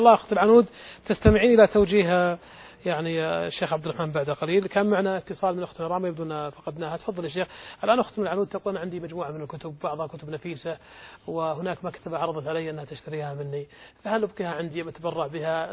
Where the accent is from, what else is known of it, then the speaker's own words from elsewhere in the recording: Saudi Arabia; والمكتبات العامة عندنا في السعودية